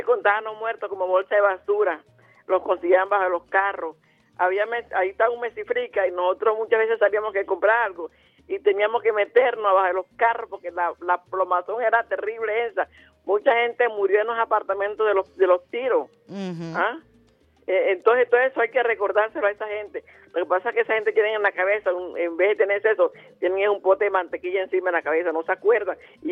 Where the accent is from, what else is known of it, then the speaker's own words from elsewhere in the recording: Venezuela; todos somos venezolanos, yo me siento venezolana, y yo amo esta patria